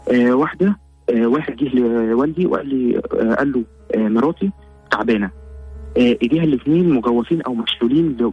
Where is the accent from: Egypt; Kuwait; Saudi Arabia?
Egypt; Cairo, Cairo Governorate; انا من القاهره حي رود الفرج